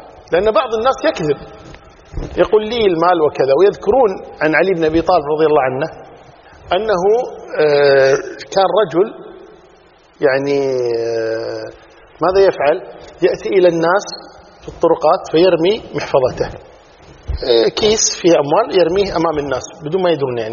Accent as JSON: {"language": "Arabic", "country": "Kuwait", "said": "مثلا عندنا في الكويت"}